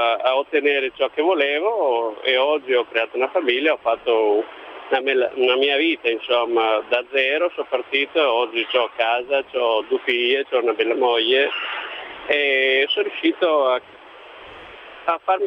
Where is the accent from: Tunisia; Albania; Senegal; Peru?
Albania; Italian is a second language; now in Italy; Beh, io non so, io sono un albanese, non saprei cosa passa per la mente dei tunisini